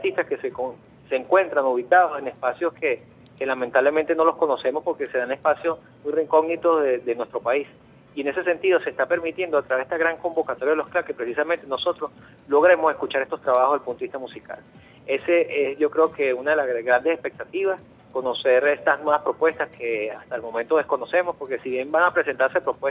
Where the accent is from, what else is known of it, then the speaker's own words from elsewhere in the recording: Venezuela; nosotros como venezolanos